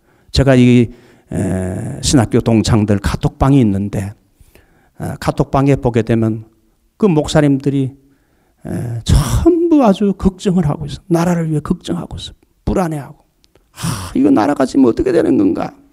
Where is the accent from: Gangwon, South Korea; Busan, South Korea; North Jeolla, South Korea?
Busan, South Korea; also born or lived in Daegu; 저는 대구 부산에서 이렇게 자라난 사람이에요. 그래서 대구 부산에서 자라고 인천에 가서 공부하고 서울에 가서 공부하고 광주에 가서 제가 훈련 받았기 때문에 한국의 5대 중요한 도시는 제가 다 돌았어요.